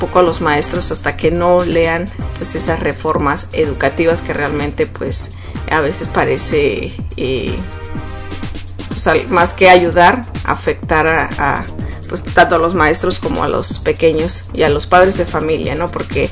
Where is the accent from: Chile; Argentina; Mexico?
Mexico; como mexicana yo pues, la verdad me sentí muy mal de ver ese partido